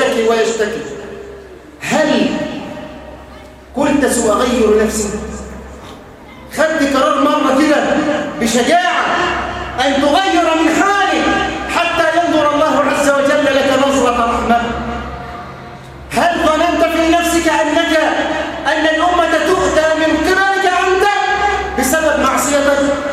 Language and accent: Arabic; Egypt; اللهم اجعل بلدنا مصر أمنا أمانا سخاء رخاء